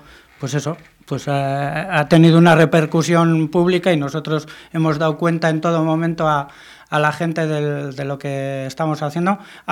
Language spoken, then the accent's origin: Spanish; Mundaka, Basque Country, Spain; now in Bilbao, Spain; yo vivo en Bilbao pero soy de Mundaka